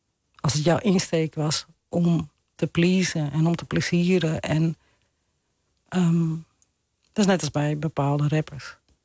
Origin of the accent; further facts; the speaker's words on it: Amsterdam, North Holland, Netherlands; Dat deel van Oost.